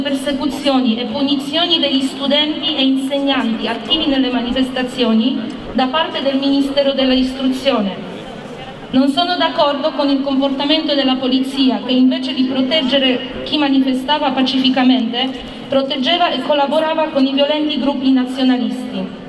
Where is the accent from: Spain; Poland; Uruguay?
Poland; Non sono d'accordo, come donna, come polacca, come futura mamma, di essere costretta a portare una gravidanza a rischio solo per vedere la morte del bambino subito dopo il parto.